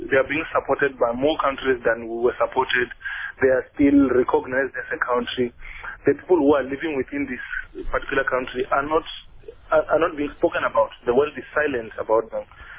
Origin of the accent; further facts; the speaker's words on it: Limpopo, South Africa; born there; now in Johannesburg, South Africa; Mm-hmm. I was born in Limpopo in Venda.